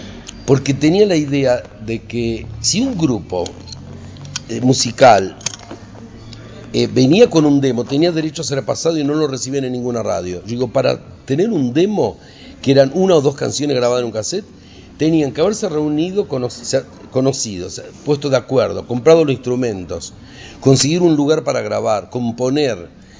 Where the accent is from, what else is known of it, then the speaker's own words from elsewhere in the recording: Chaco, Argentina; soy chaqueño y estudié psicología